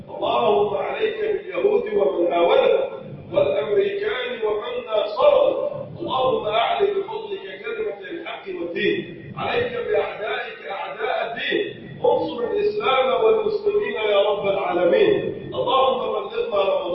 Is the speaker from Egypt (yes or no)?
yes; Egypt; اللهم ارفع عن بلدنا مصر الغلاء والبلاء والوباء